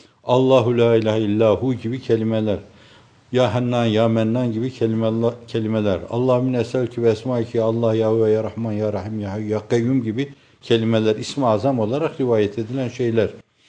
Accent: Erzurum, Turkey; born or raised there

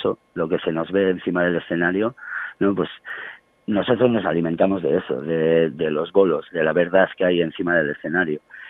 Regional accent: La Rioja, Spain; Claro, y tampoco somos de Logroño, pero bueno, somos riojanos

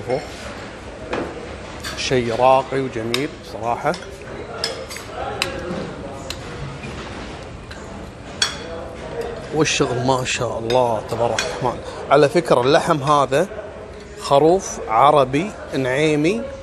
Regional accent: Kuwait; المصيبة ان السالفة حصلت في أشهر المطاعم اللي موجودة عندنا في الكويت

